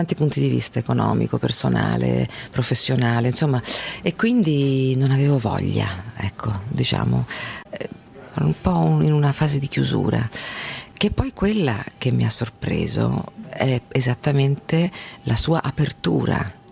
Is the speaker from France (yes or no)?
no; Spain; io vengo dalla Spagna